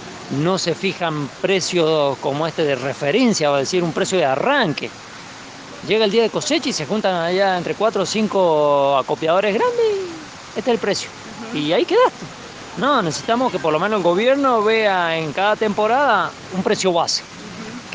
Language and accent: Spanish; Fray Luis Beltrán, Mendoza, Argentina; pertenezco a la asociación APPROCUYO y soy de Fray Luis Beltrán.